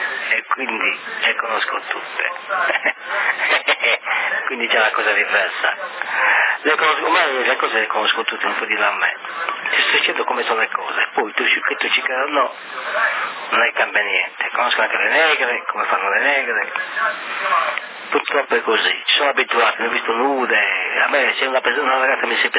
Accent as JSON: {"language": "Italian", "country": "Brazil", "second_language": "Italian", "said": "Come hai visto io brasiliano è molto molto difficile se stiamo con un sardo"}